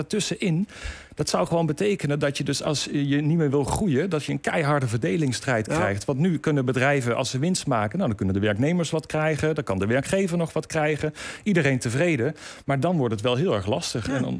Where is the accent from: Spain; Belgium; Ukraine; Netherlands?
Netherlands; Limburg; Ik kom zelf uit Limburg en als ik daar naartoe rijd naar mijn familie